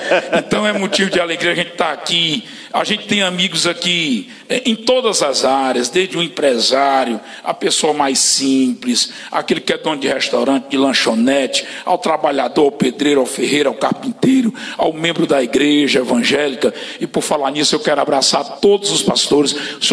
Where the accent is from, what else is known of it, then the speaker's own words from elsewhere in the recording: Sobral, Ceará, Brazil; now in Forquilha, Brazil; a gente todos nós aqui, essa velha guarda, éramos de Sobral, somos de Sobral, nascidos em Sobral.